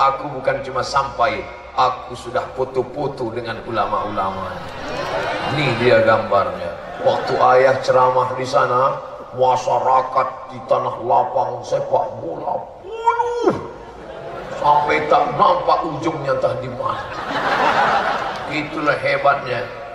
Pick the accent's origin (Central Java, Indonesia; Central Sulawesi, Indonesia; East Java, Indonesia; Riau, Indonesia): Riau, Indonesia; datang dari Riau. Sudah jelas?